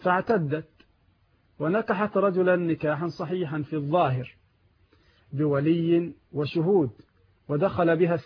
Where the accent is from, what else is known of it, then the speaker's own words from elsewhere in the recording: Egypt; البنوك عندنا في مصر ثلاثه اقسام